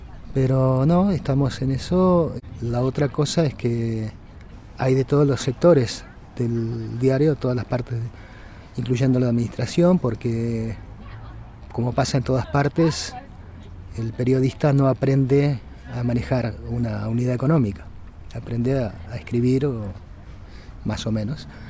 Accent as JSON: {"language": "Spanish", "region": "Montevideo", "country": "Uruguay", "said": "soy de Uruguay, de Montevideo."}